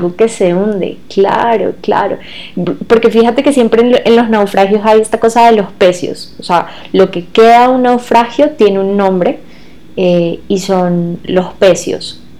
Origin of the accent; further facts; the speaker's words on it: Venezuela; porque soy de Venezuela, y para la gente a veces es como que todo venezolano es costeño. No, yo vengo de un lugar lejano al mar, y yo no sé nadar.